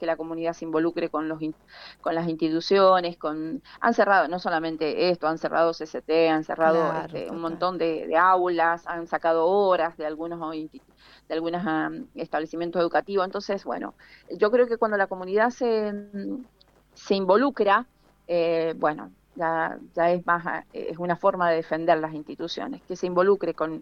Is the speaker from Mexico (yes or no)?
no; Mendoza, Argentina; a mi pueblo y especialmente a toda la comunidad, a todos los mendocinos que defendamos las instituciones de educación